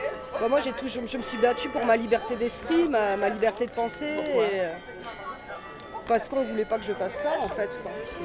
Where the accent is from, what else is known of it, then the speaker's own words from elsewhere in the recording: France; J'ai grandi en France.